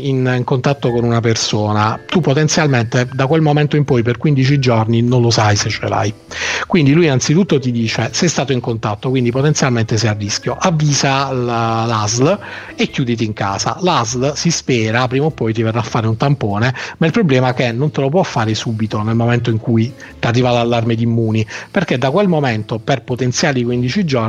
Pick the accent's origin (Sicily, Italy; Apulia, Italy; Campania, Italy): Apulia, Italy; ma io da pugliese